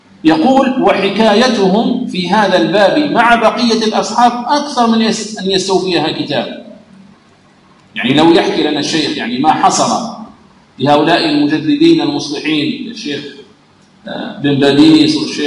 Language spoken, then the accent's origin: Arabic; Algeria; وفرنسا كما تعلمون لما دخلت إلى بلادنا الجزائر